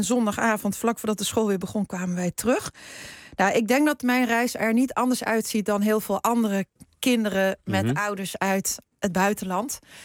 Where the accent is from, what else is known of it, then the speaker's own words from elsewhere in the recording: Netherlands; born there; Ik ben in Nederland geboren